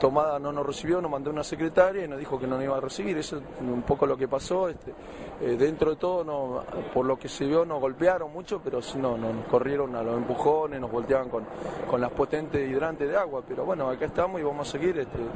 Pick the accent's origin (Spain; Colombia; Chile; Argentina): Argentina; Pico Truncado, Santa Cruz